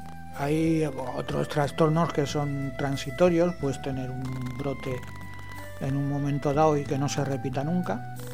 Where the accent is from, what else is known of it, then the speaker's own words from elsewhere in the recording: Madrid, Community of Madrid, Spain; Yo me acuerdo de cuando era chaval también, yo vivía en Madrid